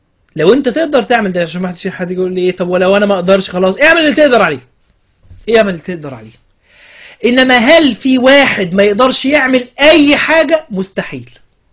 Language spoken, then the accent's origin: Arabic; Egypt; ان انا مصري، الحمد لله ان انا عايش في بلد دي